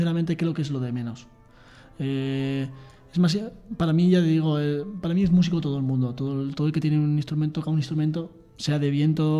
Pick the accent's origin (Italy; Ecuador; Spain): Spain; Aldea del Rey, Castilla-La Mancha; Yo soy de Aldea del Rey.